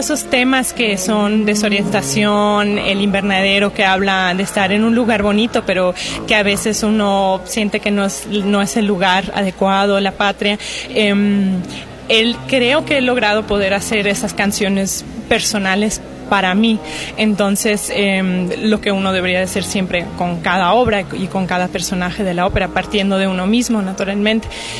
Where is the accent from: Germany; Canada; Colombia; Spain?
Germany; now in Mexico; Es mi segundo año en México, en el Estudio de Bellas Artes. Entonces yo nunca había vivido en México. Crecí en Alemania, pero mi mamá es de México. De hecho, tengo también aquí familia en Jalapa.